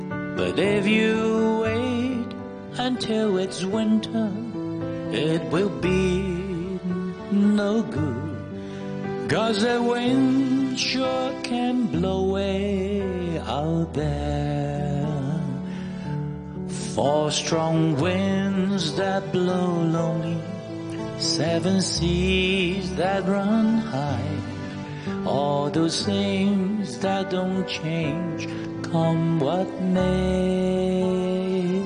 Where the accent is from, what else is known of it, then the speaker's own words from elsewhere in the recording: Hong Kong; 係我哋香港人或者中國人咧最重要最重要嘅嚇時刻嚟